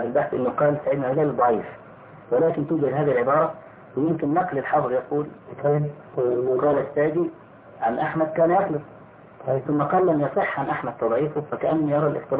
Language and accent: Arabic; Egypt; فأخذها بعض الناس عندنا في مصر